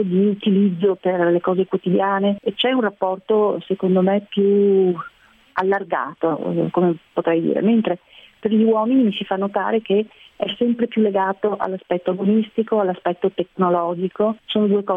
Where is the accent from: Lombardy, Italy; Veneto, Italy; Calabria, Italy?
Veneto, Italy; Treviso; Io sono trevigiana e sicuramente Treviso è una città dove ci si muove molto volentieri in bicicletta